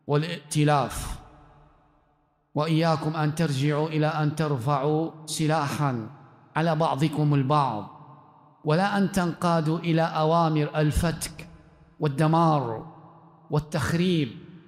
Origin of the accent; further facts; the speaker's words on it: Libya; في بلدنا ليبيا أو في بلد المغرب أن الأمر جد